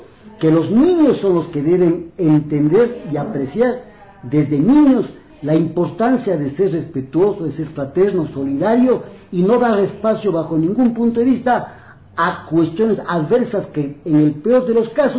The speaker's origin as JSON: {"language": "Spanish", "country": "Ecuador", "said": "Para nosotros, incluso como ecuatorianos, es un orgullo"}